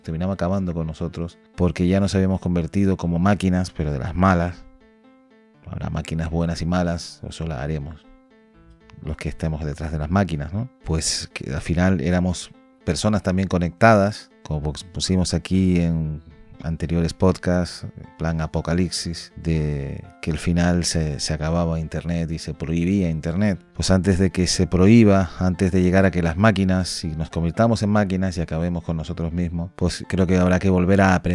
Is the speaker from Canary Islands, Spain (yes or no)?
yes; Canary Islands, Spain; sobre todo para los que somos canarios, como en mi caso, por la S